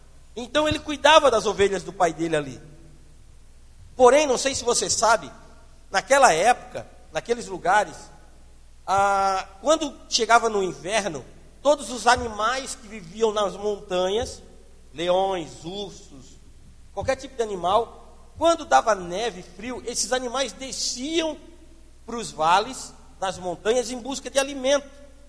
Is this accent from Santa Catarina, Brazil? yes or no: yes; Palhoça, Santa Catarina, Brazil; Quando eu era guri, gente, lá em Palhoça, eu andava com uma bolsinha dessa